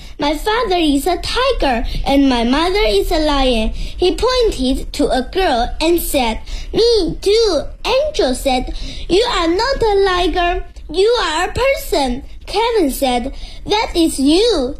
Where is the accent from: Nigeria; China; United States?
China; Shenzhen, Guangdong; Hello everyone … I am 9 years old. I am from Shenzhen, a big city in Guangdong Province in China.